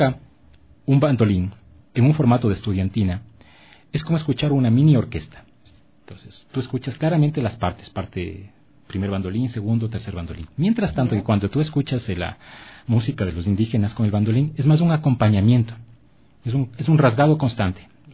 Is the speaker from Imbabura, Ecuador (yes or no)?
yes; Otavalo, Imbabura, Ecuador; Porque como soy de Otavalo, pues mis vacaciones las pasaba en Otavalo.